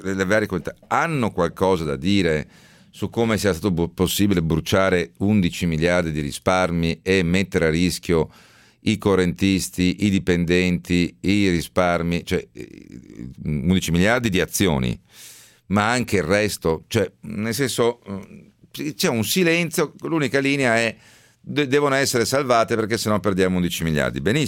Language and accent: Italian; Veneto, Italy; Giustamente, e lo dico da Veneto